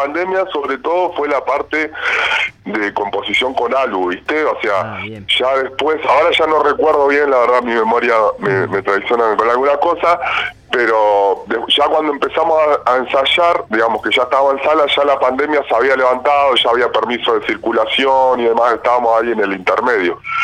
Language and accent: Spanish; General Roca, Río Negro, Argentina; now in San Carlos de Bariloche, Argentina; yo no soy acá de Bariloche, soy de Friske Menuco, de Roca. Vivo acá hace muchos años